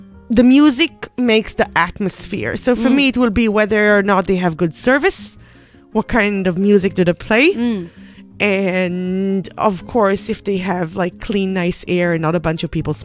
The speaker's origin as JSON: {"language": "English", "country": "Israel", "said": "I'm coming from Israel, and the Mediterranean in particular, we are a nighttime economy."}